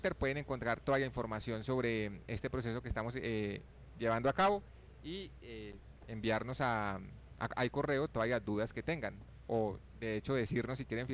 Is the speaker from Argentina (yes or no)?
no; Colombia; Nos hemos basado en que todos somos colombianos, en que queremos vivir en paz